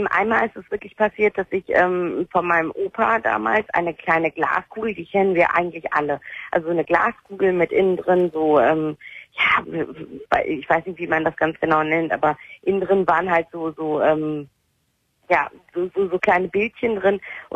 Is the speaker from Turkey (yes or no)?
yes; Turkey; Ich bin Türkin